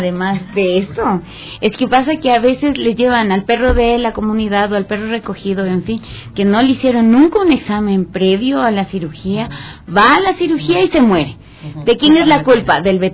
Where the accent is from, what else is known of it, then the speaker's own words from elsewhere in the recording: Ecuador; como somos buenos los ecuatorianos para echarle la culpa al otro de lo que yo no hago bien